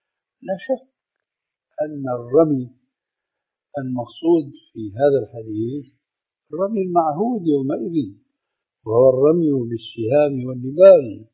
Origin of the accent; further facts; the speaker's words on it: Syria; كما يقولون عندنا في الشام بحط الحصيد بجد الجد